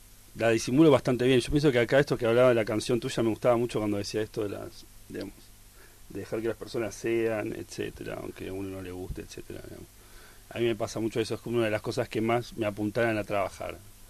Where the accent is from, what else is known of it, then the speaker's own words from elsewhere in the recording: Buenos Aires, Argentina; soy un porteño. Mal que me pese. Eso es parte de mi identidad.